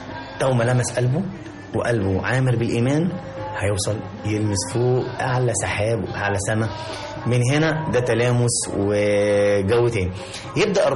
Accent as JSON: {"language": "Arabic", "country": "Egypt", "said": "حضرتك احنا طبعا احنا كمصريين لازم نضيف لاي حاجه لمسه الجمال"}